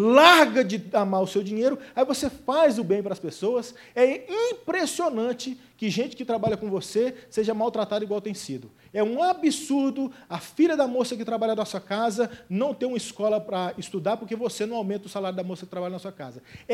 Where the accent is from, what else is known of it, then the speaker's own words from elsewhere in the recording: Goiás, Brazil; Eu sou do Goiás. No Goiás, se você manda um pudim numa vasilha, ele volta com arroz doce na mesma vasilha.